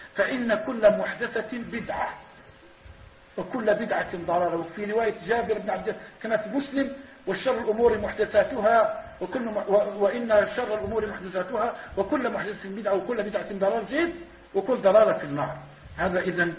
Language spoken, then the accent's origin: Arabic; Algeria; إحنا شوية جزائريين